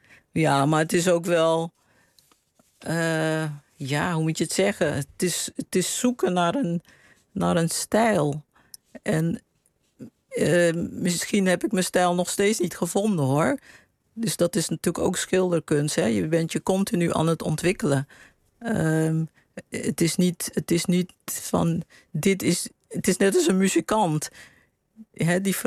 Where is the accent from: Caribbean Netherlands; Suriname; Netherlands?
Suriname; Paramaribo; De herinneringen waren meer in het huis waar ik opgroeide, zeg maar. En de sfeer op straat in Paramaribo.